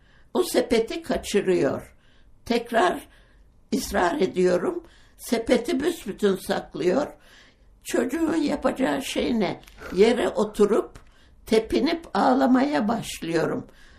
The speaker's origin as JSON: {"language": "Turkish", "region": "Eskişehir", "country": "Turkey", "tie": "born there", "said": "Eskişehir'de doğdum."}